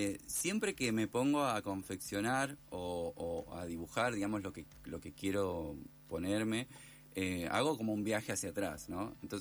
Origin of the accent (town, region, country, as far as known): Esperanza, Santa Fe, Argentina; born or raised there; moved away as an adult; now in Buenos Aires, Argentina